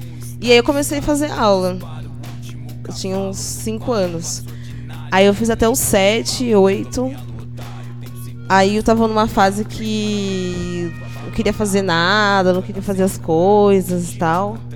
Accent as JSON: {"language": "Portuguese", "town": "Jaú", "region": "São Paulo", "country": "Brazil", "tie": "born or raised there", "moved": "as an adult", "lives_now": "São Carlos, Brazil", "said": "Eu sou de Jaú, que fica uma hora e quinze daqui de São Carlos. É uma cidade bem menor, que tem mais ou menos uns 140 mil habitantes. Eu nasci e cresci lá. Fiquei até os 22"}